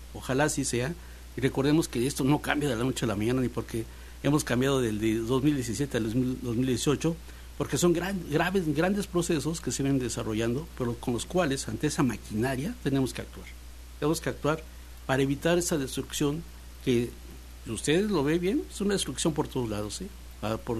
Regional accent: Veracruz, Mexico; nosotros, como mexicanos, como veracruzanos

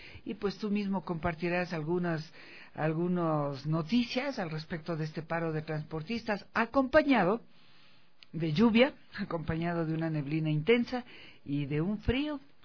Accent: Quito, Pichincha, Ecuador; el unirnos como quiteños, como ecuatorianos en general, es importantísima.

